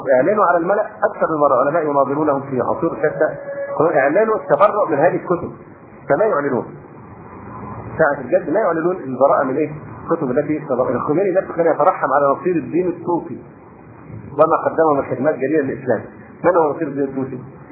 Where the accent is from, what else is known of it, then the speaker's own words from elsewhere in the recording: Egypt; فموضوع أن المصريين هم مش بيعزونا عشان إحنا مصريين